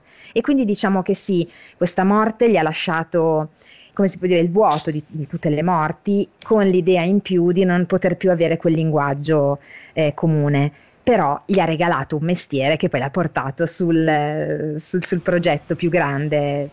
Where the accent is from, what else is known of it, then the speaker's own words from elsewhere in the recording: Aosta Valley, Italy; io da ragazzina vivevo in Valle d'Aosta con la mia famiglia, e quindi sai, sono i luoghi che mi hanno visto bambina, che mi hanno visto crescere